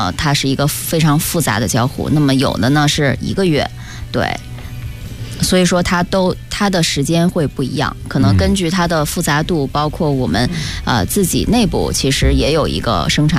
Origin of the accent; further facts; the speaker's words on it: China; 也说明哈，我们中国人。中国的网民是他的感情是非常的淳朴的